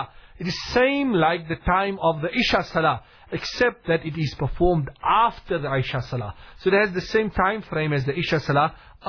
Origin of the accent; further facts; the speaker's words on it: Port Elizabeth, Eastern Cape, South Africa; that I spent in Port Elizabeth, in my hometown.